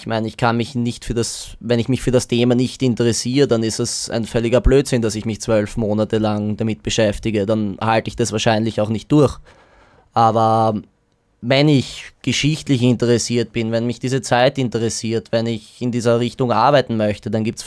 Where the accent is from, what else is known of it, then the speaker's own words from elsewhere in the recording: Austria; du bist dort als Österreicher auch gern gesehen